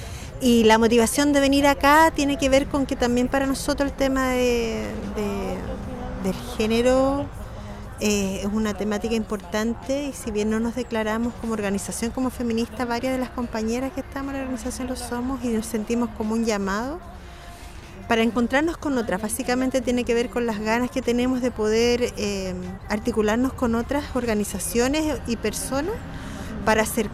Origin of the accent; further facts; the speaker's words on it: Santiago, Santiago Metropolitan Region, Chile; vengo de Santiago, de la comuna de Peñalolén